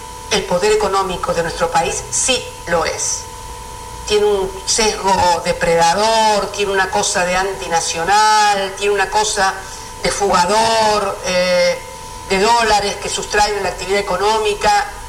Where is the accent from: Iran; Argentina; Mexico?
Argentina; nos deben ocupar tanto como argentinos y como militantes